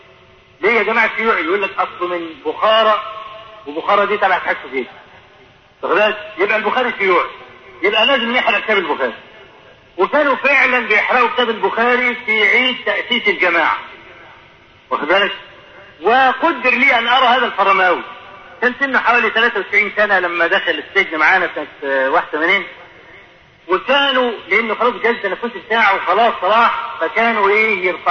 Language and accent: Arabic; Egypt; ودرج عندنا في مصر هنا